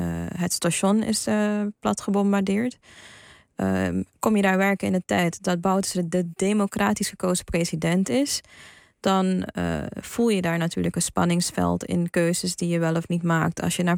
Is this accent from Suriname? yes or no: yes; Suriname; Ik ben inderdaad van 1990, ik ben in Suriname opgegroeid, in een heel onbevangen omgeving